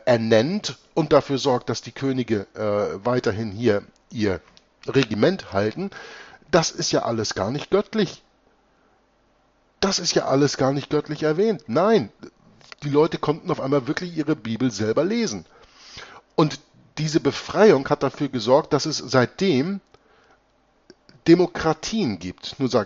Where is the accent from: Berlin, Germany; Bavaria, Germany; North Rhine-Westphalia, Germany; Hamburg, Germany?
Hamburg, Germany; born there; Deutsch ist zwar meine Muttersprache. Ich bin geboren in Hamburg und bin geborener Deutscher.